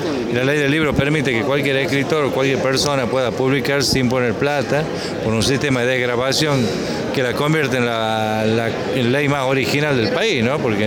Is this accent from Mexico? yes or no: no; Argentina; cómo somos los argentinos